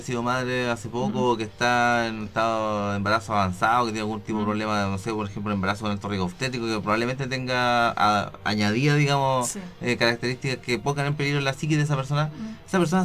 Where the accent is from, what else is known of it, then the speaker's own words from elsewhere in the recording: Chile; necesitamos bienestar como chilenos.